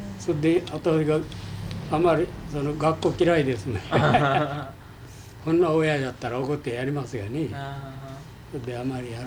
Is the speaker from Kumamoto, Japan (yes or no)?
yes; Yamaga, Kumamoto, Japan; 熊本の山がですよ。